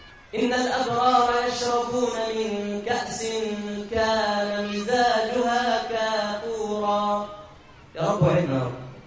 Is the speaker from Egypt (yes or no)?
yes; Egypt; دخلت مره في مكان عندنا في مصر بيسموه المضيافه.